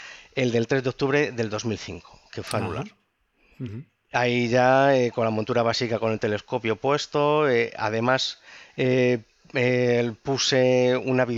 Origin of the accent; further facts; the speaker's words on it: Ávila, Castile and León, Spain; Con 14 años, yo, iluso de mí, salí con el … allí en mi pueblo, allí en Ávila